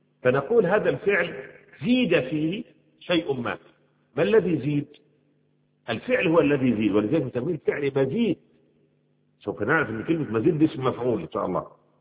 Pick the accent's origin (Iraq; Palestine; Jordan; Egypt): Egypt; كما يقول عندنا في مصر